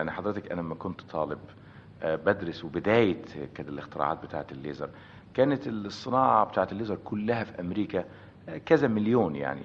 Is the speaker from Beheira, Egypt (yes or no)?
yes; Desouq, Beheira, Egypt; moved away as an adult; also born or lived in Damanhur / Alexandria; now in United States; أنا الحقيقة اتولدت في دمنهور، … كبيرة موجودة في دمنهور، بس أنا خلصت الثانوية ووالدي ووالدتي وإخواتي عايشين في دسوق، وبعدين بعد كده طلعت على اسكندرية، رحت جامعة اسكندرية، وبعدين من هناك على أمريكا.